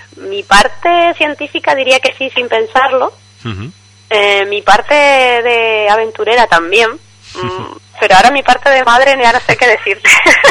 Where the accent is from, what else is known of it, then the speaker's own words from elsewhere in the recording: Canary Islands, Spain; Yo soy de Tenerife.